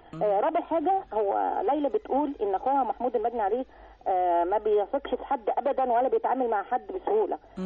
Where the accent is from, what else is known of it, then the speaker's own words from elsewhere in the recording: Alexandria, Alexandria Governorate, Egypt; من اسكندرية